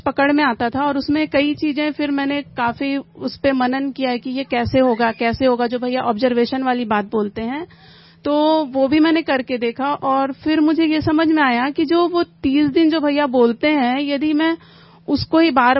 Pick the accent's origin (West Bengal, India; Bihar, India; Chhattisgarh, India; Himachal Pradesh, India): Chhattisgarh, India; Raipur; मैं रायपुर से हूँ।